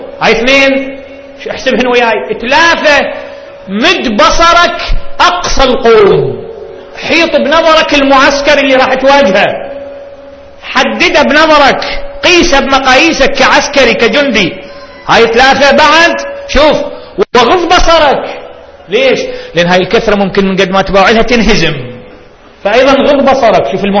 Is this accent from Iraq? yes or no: yes; Baghdad, Baghdad Governorate, Iraq; تفجير صار عندنا ببغداد وراحوا أكثر من 100